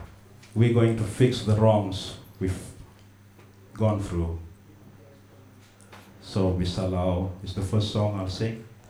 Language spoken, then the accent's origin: English; South Sudan; now in Netherlands; I'm from South Sudan. South Sudan became a country in 2011, and we've never been a country before